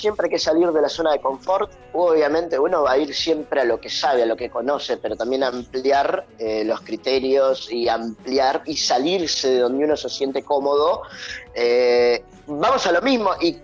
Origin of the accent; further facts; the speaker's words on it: Argentina; Pero para nosotros como argentinos